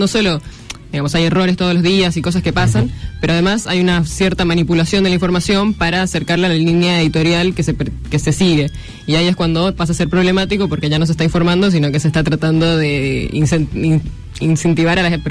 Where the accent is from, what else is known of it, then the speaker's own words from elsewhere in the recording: Chile; moved away as an adult; now in Argentina; Yo soy chilena.